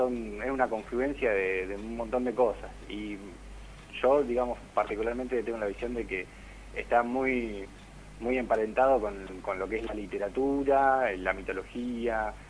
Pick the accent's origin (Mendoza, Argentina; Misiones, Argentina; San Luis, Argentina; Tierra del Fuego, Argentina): Tierra del Fuego, Argentina; Ushuaia; now in Buenos Aires, Argentina; Somos tres integrantes de Tierra del Fuego, de Ushuaia, y la banda se termina de consolidar acá en Capital